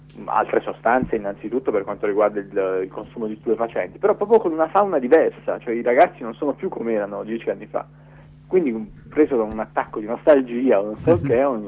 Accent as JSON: {"language": "Italian", "town": "Bari", "region": "Apulia", "country": "Italy", "tie": "born or raised there", "also_born_or_lived": "Bologna", "moved": "as an adult", "lives_now": "France", "said": "io sono di Bari, ecco, sono nato a Bari, sono cresciuto a Bari e poi sono andato via a 18 anni, sono andato a stare a Bologna e poi sono venuto a vivere in Francia dove vivo adesso."}